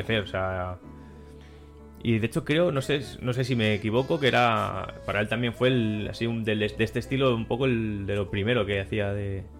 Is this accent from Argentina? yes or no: no; Madrid, Community of Madrid, Spain; Yo es que soy de Madrid, pero como si no fuera.